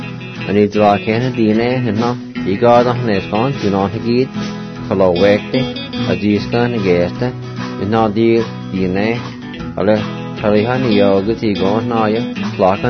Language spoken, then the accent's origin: English; Jay, Oklahoma, United States; I got to talk to a lady I grew up with in Jay, Oklahoma